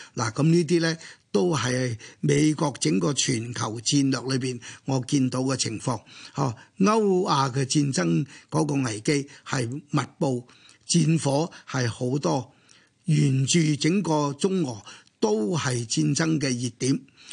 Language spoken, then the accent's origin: Cantonese; China; 因為我是中國人，因為我是深入我哋嘅國家歷史。